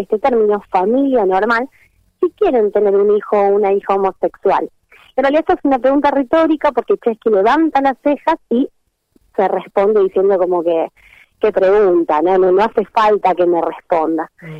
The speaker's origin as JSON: {"language": "Spanish", "town": "San Jorge", "region": "Santa Fe", "country": "Argentina", "said": "yo soy de San Jorge, acá en la televisora local"}